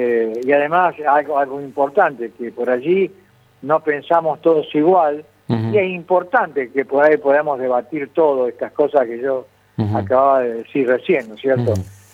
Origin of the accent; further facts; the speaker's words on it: Santa Fe, Argentina; yo soy santafesino, de ley, como dice la canción